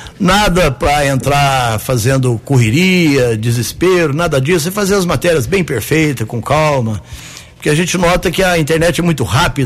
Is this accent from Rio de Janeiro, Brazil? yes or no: no; Caldas, Minas Gerais, Brazil; now in Guaxupé, Brazil; O nome, você imagina, chegar da cidade, eu vim de Caldas, né? Estava 3 anos da cidade.